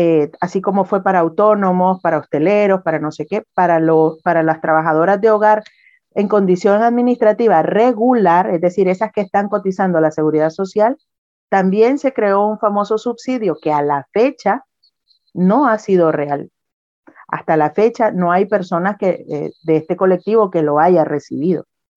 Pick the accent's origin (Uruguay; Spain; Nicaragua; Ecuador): Nicaragua; Yo soy nicaragüense y si decidiera volver a mi país